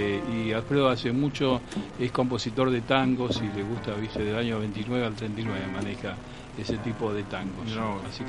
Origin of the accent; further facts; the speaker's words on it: Caballito, Buenos Aires, Argentina; Por supuesto, yo soy de Caballito.